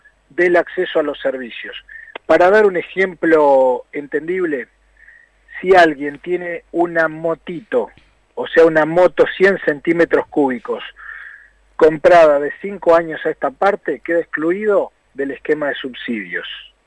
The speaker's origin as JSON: {"language": "Spanish", "region": "Neuquén", "country": "Argentina", "tie": "born or raised there", "said": "Yo soy neuquino, vivo en Neuquén, vivo en Vaca Muerta."}